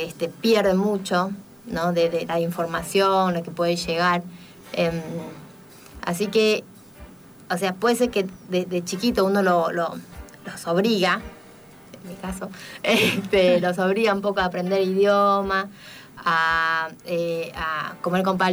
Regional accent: Taiwan; uno como taiwanés siente que nos puede representar. O sea, por eso estoy acá, hablando de cultura china, pero yo soy de Taiwán

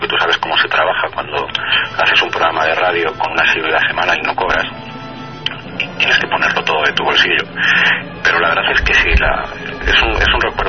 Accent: Palma, Balearic Islands, Spain; born there; also born or lived in Paris / Italy / Vigo / Barcelona; Pero yo nací en Palma de Mallorca, casi en vuelo, como quien dice, porque mis padres estuvieron viviendo una época allí, más tarde estuve viviendo en París, he estado viviendo en Italia, he estado viviendo aquí en España, en Vigo, en Barcelona, en Valencia, en Alicante, en Madrid.

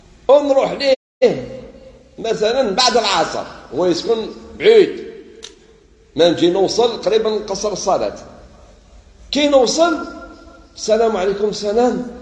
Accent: Algeria; إحنا بكري إحنا عندنا في بلادنا الجزائر كانوا الناس يديروا رياضة وتنقية البيئة

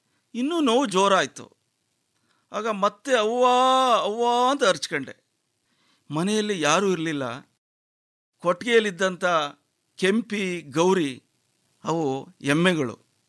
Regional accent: Boppasamudra, Karnataka, India; ಮಂಡ್ಯ ಜಿಲ್ಲೆ ಮದ್ದೂರು ತಾಲೂಕು ಬೊಪ್ಪ ಸಮುದ್ರ ನನ್ನ ಹಳ್ಳಿ. ನಮ್ಮದು ಒಂದು ಕೂಡೊಟ್ಟಿನ ಕುಟುಂಬ.

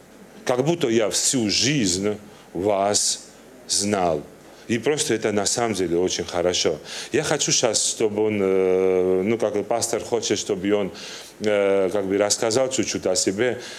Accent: Turkey; Russian is a second language; Я родился, я вырос в Турции, мне 42 года.

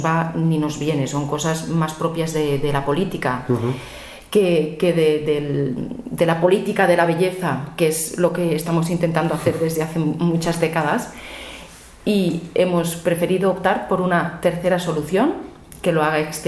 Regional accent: Valencian Community, Spain; first language Catalan; Spanish is a second language; Somos españoles, por supuesto. Yo me siento completamente española, valenciana, pero española también, y el castellano es nuestra segunda lengua

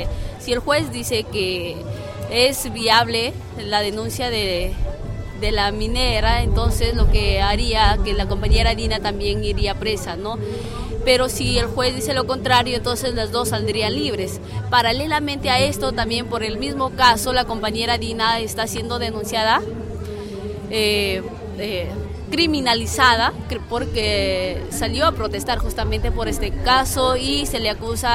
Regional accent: Lambayeque, Peru; soy de Lambayeque

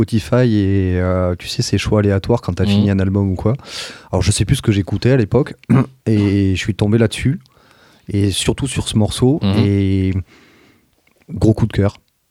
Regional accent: Pau, Nouvelle-Aquitaine, France; Je viens de Pau.

